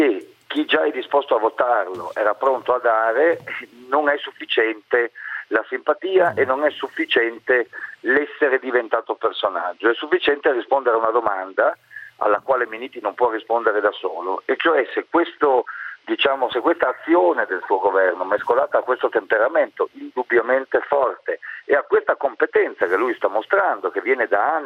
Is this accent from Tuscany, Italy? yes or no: no; Friuli-Venezia Giulia, Italy; Io vengo da una terra di terremoto, perché sono nato in Friuli pochi mesi prima del terremoto del 76